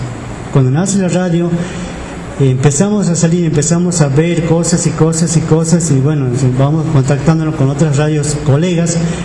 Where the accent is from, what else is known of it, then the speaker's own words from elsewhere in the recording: Santiago del Estero, Argentina; accent: Quichua; quería decir en quichua nuestro dialecto